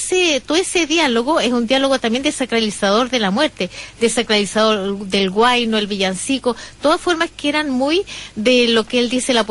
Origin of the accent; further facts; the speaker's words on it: Chile; en Chile es muy difícil encontrar un poeta malo, porque nuestra forma de hablar tiene que ver con eso.